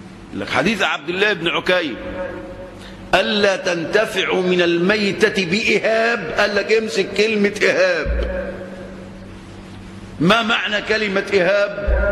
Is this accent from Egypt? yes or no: yes; Egypt; طبعا عندنا في مصر الآن